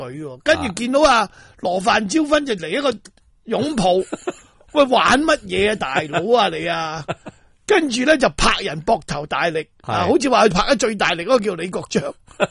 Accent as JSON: {"language": "Cantonese", "country": "Hong Kong", "said": "香港人，我哋嘅方言系广东话嚟。"}